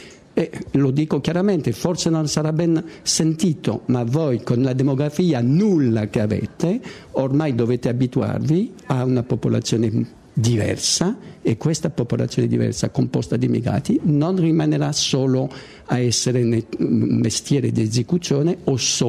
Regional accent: France; Italian is a second language; now in Italy; Io lo dico come francese

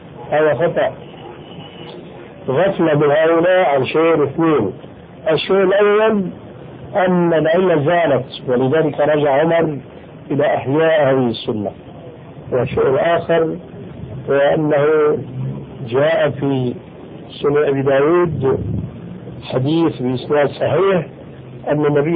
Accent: Syria; فأخرجهم كما يقولون عندنا في الشام بهرك بالك

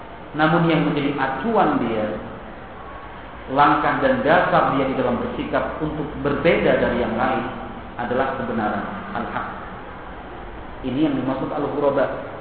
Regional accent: Surakarta, Central Java, Indonesia; kalau kita orang Solo bilangnya kan kemproh ya

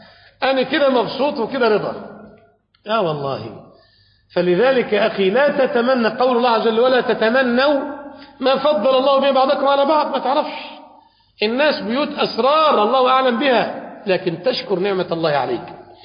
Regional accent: Egypt; يقول بأن عندنا في مصر يعني بعض الناس الأثرياء

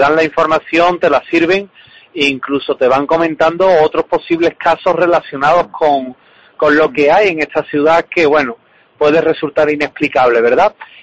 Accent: Seville, Andalusia, Spain; pues recomiendo la ruta de la tapa, pues evidentemente, sí, sí, como buen sevillano

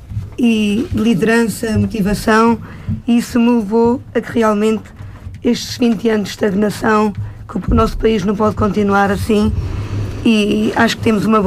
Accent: Pederneira, Centro, Portugal; tenho 40 anos, nasci na Nazaré, fui criada na Pederneira. Neste momento vivo no Camarção da Nazaré

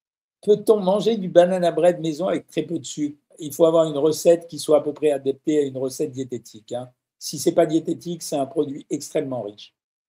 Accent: Switzerland; Je suis Suisse, algérienne, musulmane, non pratiquante.

